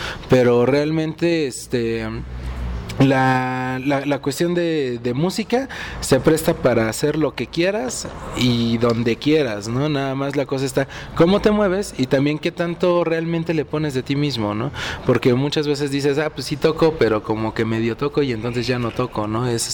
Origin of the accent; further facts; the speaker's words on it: Mexico; en lo personal y más aún como mexicano